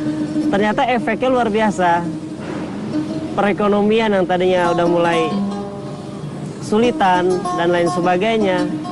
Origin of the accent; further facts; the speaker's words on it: Cikampek, West Java, Indonesia; born there; Saya lahir di Cikampek.